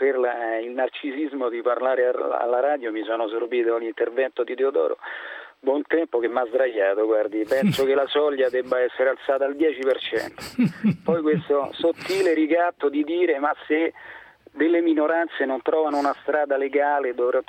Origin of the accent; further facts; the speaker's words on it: Rome, Lazio, Italy; sono di Roma.